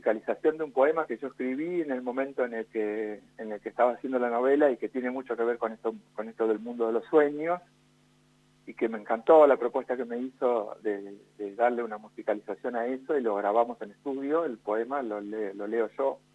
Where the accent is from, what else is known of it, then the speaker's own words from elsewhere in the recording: Ingeniero Luiggi, La Pampa, Argentina; now in General Pico, Argentina; lo presenté en Ingeniero Luigi hace 2 semanas, que es mi pueblo natal